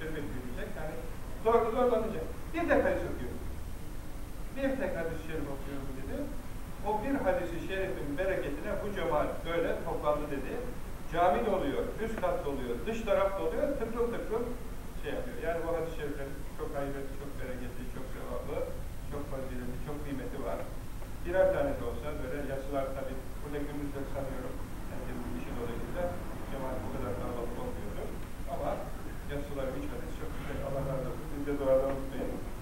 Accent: Istanbul, Turkey; also born or lived in Ayvacık, Çanakkale; Çanakkale'liyim. Çanakkale'nin Ayvacık kazasının bir köyündeydim. İstanbul'da yetiştim.

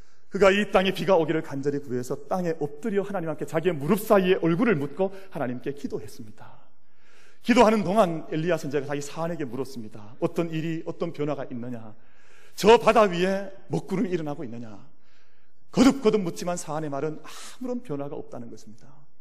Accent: Gyeongsang, South Korea; 그래도 내가 경상도 남자 이러면 안 되지 참는 거예요

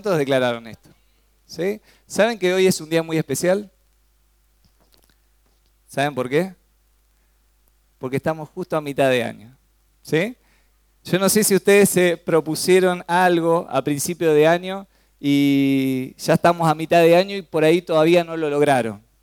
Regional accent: Resistencia, Chaco, Argentina; born there; Sí, nací en El Chaco.

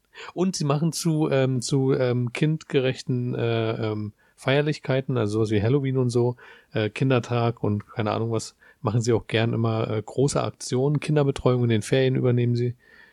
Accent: Berlin, Germany; Also ich bin ja aus der Ecke, ne? Ich bin in dem Stadtbezirk groß geworden, wo das Fez ist

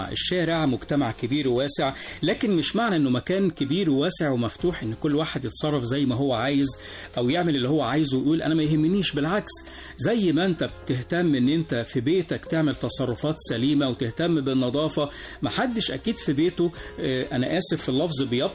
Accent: Egypt; والارتقاء بمستوى الوعي عندنا كلنا كمصريين

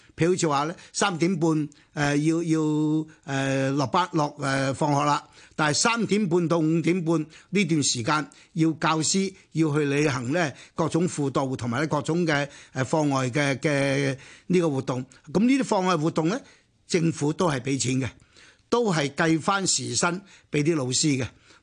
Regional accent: Hong Kong; 作為我一個香港人觀察嘅對象

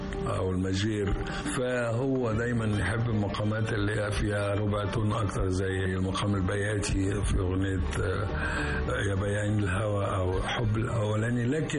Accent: Egypt; لكن إحنا من مصر تسرب إلينا بشكل جميل.

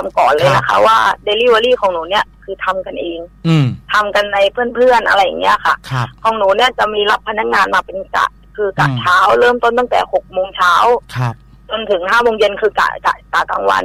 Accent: Ranong, Thailand

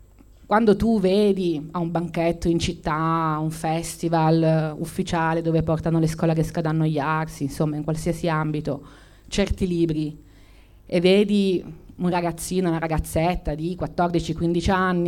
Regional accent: Turin, Piedmont, Italy; forse siamo un po' pancabestia in quanto torinesi.

